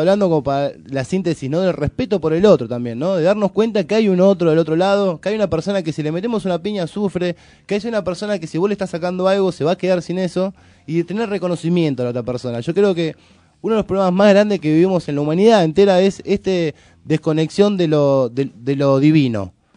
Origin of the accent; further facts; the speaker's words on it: Paso del Rey, Buenos Aires Province, Argentina; yo soy de Paso de Rey